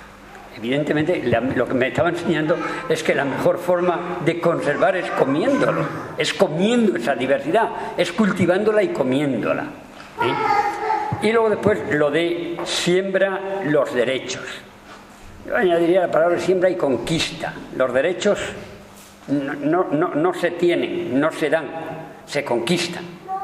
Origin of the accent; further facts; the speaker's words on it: Spain; moved away as an adult; also born or lived in United States; por una serie de razones también políticas, me fui de España y hice otro doctorado en genética en Estados Unidos.